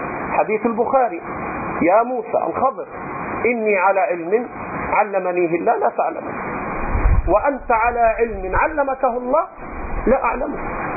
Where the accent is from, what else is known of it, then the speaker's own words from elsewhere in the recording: Upper Egypt, Egypt; أنا رجل صعيدي، هذا طبعي، حتى جدودي وأهلي إلى الآن عندهم شيء من الحاجز